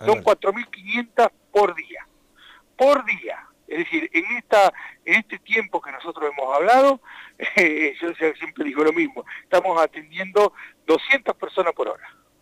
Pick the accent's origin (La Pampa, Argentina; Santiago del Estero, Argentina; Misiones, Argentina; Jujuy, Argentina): La Pampa, Argentina; born there; also born or lived in Buenos Aires Province; Nací en La Pampa, después fui a vivir en la provincia de Buenos Aires